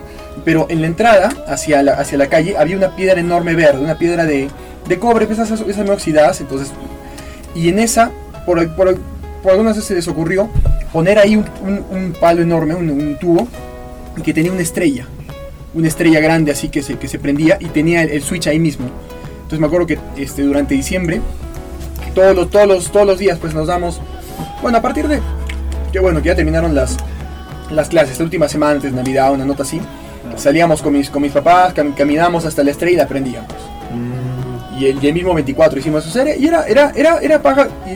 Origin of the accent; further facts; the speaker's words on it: Cuajone, Moquegua, Peru; yo crecí en Cuajone, en el campamento de la Sauder.